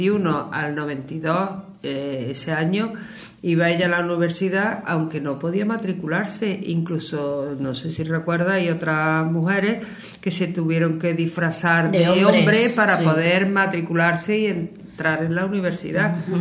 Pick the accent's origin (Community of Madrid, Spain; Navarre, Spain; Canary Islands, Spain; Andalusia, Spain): Andalusia, Spain; Córdoba; Hombre, yo como cordobesa que soy, lo primero que planteo es la Feria de Córdoba.